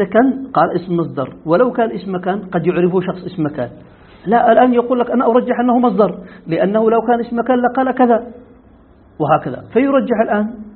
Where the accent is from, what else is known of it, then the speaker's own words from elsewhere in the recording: Yemen; ونحن نقول هذا مستعمل عندنا في اليمن كثير،